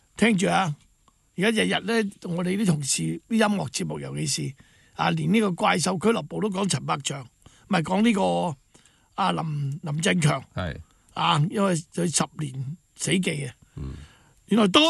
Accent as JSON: {"language": "Cantonese", "country": "Hong Kong", "said": "呢個就我哋香港人冇得話事嘅。"}